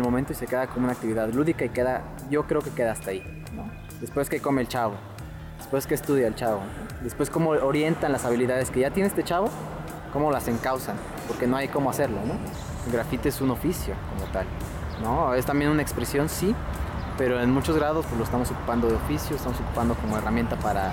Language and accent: Spanish; Jiutepec, Morelos, Mexico; yo soy originario de Jutepec.